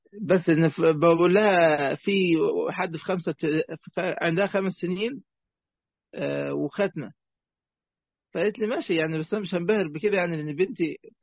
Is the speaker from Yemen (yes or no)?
no; Egypt; عندنا في مصر